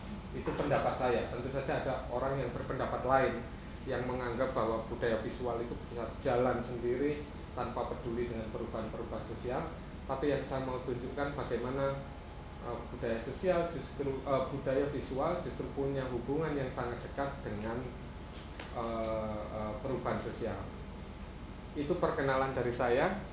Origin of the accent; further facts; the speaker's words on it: Yogyakarta, Special Region of Yogyakarta, Indonesia; saya dari Yogyakarta, saya bekerja di Puntika Transportasi Center